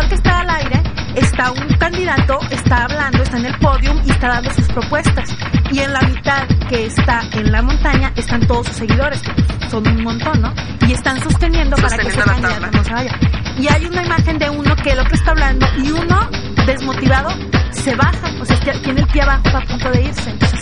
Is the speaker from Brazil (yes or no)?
no; Mexico; nos falta como mexicanos, como cultura, como sociedad, esa parte